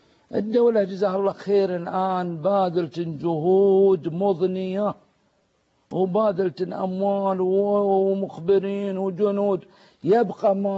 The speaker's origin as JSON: {"language": "Arabic", "country": "Saudi Arabia", "said": "نشتكي أن الناس ما يحجوا عندنا في السعودية"}